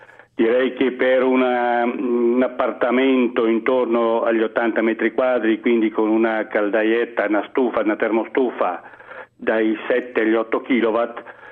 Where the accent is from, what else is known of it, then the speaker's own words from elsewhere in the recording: Lombardy, Italy; Sono un brianzolo, quindi sono poco distante da Milano.